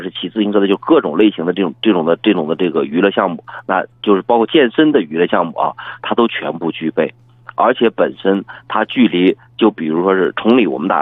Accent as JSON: {"language": "Chinese", "region": "Shanxi", "country": "China", "said": "我是山西人"}